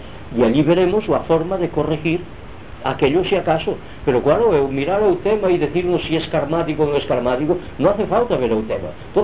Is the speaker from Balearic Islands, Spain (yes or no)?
no; Girona, Catalonia, Spain; es de mi pueblo, de Gerona